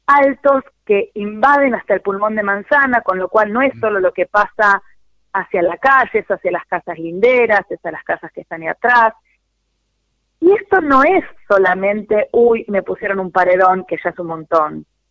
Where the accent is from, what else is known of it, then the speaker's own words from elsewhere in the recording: Buenos Aires, Argentina; born there; nací en Villa Devoto y vivo en Villa del Parque hace un montón de años, y son barrios que se llamaban consolidados.